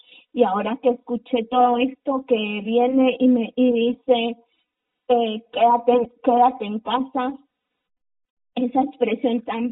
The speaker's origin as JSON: {"language": "Spanish", "country": "Guatemala", "said": "pensar en cómo lo iba a tomar el Estado de Guatemala, cómo iba a actuar contra mi pueblo"}